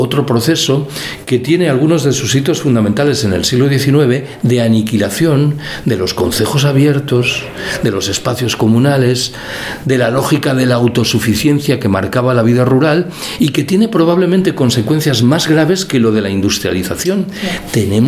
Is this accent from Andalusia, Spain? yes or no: no; Galicia, Spain; Yo soy gallego y creo que esto sucede espontáneamente en las ciudades gallegas.